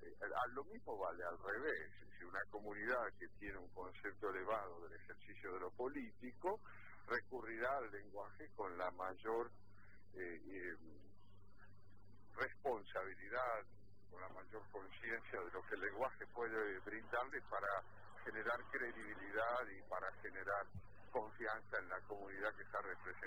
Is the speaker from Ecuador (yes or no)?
no; Argentina; nuestra situación particular como argentinos con respecto al idioma español es compleja